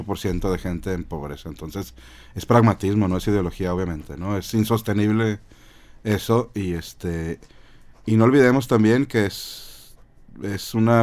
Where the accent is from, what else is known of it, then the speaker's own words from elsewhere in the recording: Mexico; La nación somos los mexicanos.